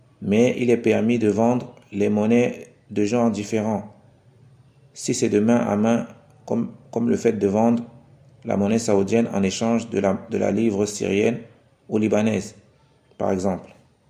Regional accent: Cameroon; Comme c'est le cas ici chez nous, au Cameroun

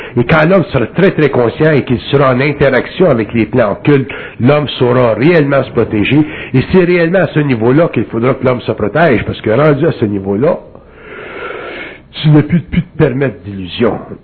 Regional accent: Quebec, Canada; je viens du Canada québécois, ou du Canada

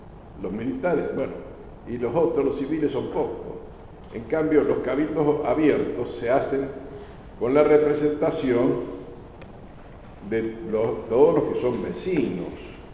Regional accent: Argentina; como somos los argentinos, siempre tenemos que empezar con un buen asadito y vino y después hablar

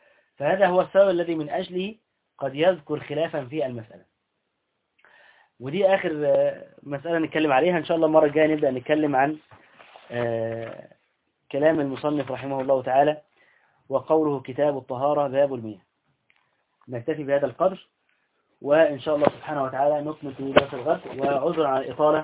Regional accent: Egypt; عندنا في اهل مصر هنا، واحنا مصريين طبعا ام الدنيا

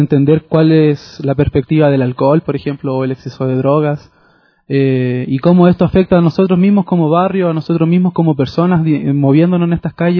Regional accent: Chile; now in Quito, Ecuador; salí de Chile diciendo voy a ir a Quito a hacer un centro cultural

